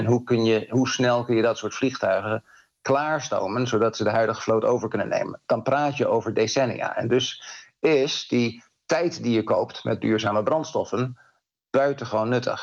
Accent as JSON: {"language": "Dutch", "country": "Netherlands", "said": "keren wij als Nederlander in het vliegtuig stappen"}